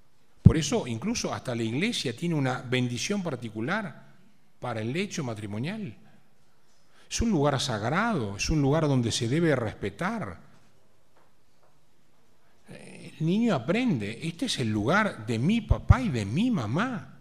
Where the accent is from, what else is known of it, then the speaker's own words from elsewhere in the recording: Argentina; Así como los argentinos tenemos una característica, los chilenos tienen otra, los mexicanos tienen otra.